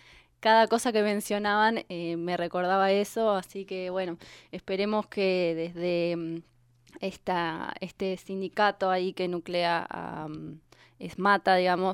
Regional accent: General Acha, La Pampa, Argentina; una que está en mi pueblo, que es General Hacha, en medio de la Pampa

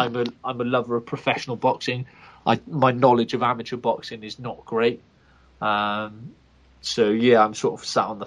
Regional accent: Wales, United Kingdom; as a fan, as a Welshman, I was very nervous for Enzo going in to fight Bramer.

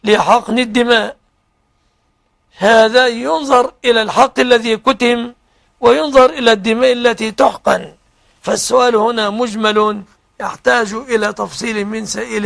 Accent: Egypt; بلادنا مصر

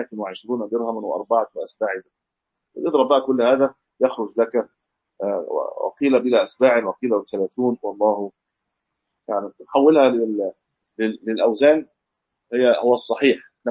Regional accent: Egypt; يعني انا ما اعلم له اسم عندنا في مصر

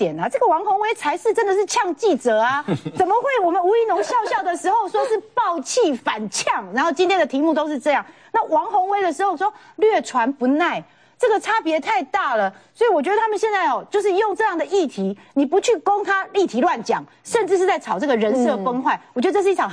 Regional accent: New Taipei, Taiwan; 我们新北人听到了，就是觉得哦

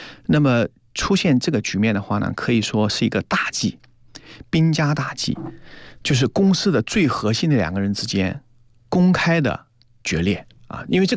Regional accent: China; 我们中国人应该有中国人自己的一个 解决企业发展的一个思维模式

